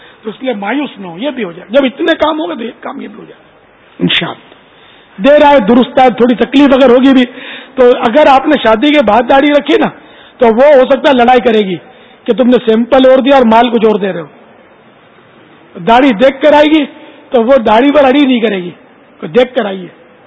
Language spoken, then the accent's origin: Urdu; Karachi, Sindh, Pakistan; مولد میرا باب المدینہ ہے, کراچی پیدا ہوا ہے. میرا وطن یہ ہے باب المدینہ, پاکستان ہے الحمدللہ.